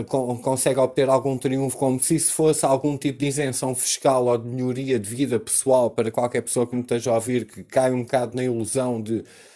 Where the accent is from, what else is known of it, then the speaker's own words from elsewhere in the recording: Portugal; nós próprios, como portugueses